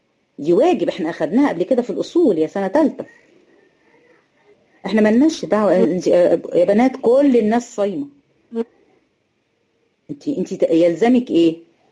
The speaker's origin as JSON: {"language": "Arabic", "country": "Egypt", "said": "يعني احنا هنا عندنا في مصر مفيش حد بيشوف رؤية"}